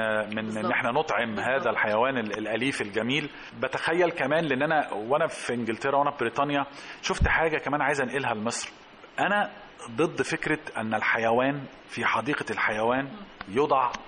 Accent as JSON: {"language": "Arabic", "town": "Alexandria", "region": "Alexandria Governorate", "country": "Egypt", "said": "وهياخدنا في كثير من الاحيان في حته عندنا في اسكندريه"}